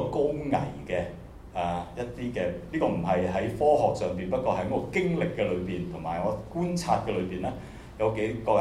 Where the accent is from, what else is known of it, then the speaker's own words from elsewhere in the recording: China; 我哋中國人可能都好多時候會講啲嘢